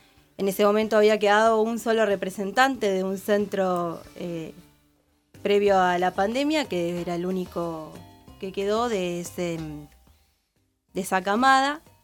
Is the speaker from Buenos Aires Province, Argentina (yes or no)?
yes; Punta Alta, Buenos Aires Province, Argentina; Yo vengo desde Punta Alta, tengo compañeros de distintas de las zonas, principalmente de lo que es el sur.